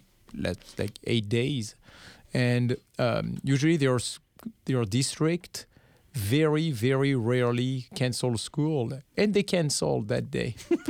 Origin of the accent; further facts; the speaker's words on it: Orléans, Centre-Val de Loire, France; I spent some time also in my hometown in Orléans.